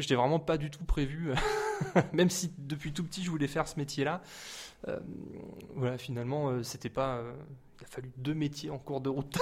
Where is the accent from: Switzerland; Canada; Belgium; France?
France; Montargis, Centre-Val de Loire; now in Orléans, France; j'ai déménagé sur Orléans pour ça, en fait, parce que je suis originaire de Montargis initialement.